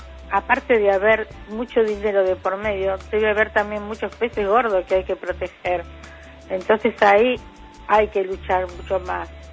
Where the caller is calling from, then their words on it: San Martín, Argentina; de San Martín.